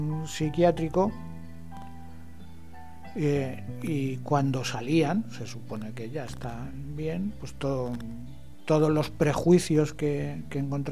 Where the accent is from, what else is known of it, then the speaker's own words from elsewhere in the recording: Madrid, Community of Madrid, Spain; Yo me acuerdo de cuando era chaval también, yo vivía en Madrid